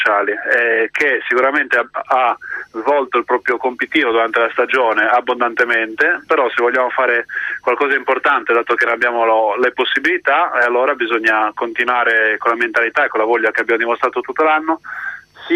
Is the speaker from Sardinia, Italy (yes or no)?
yes; Olbia, Sardinia, Italy; io sono di Olbia, Alghero.